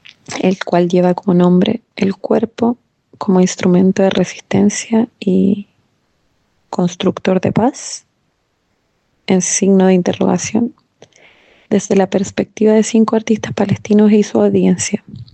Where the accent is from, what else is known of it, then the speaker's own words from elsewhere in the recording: Chile; now in Spain; Soy chilena de orígenes libaneses por parte de mi abuelo paterno.